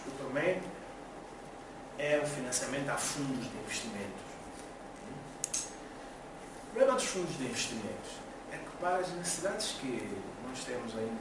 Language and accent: Portuguese; Mozambique; Até já estão a invadir o mercado na África Austral, em Moçambique, de onde eu venho.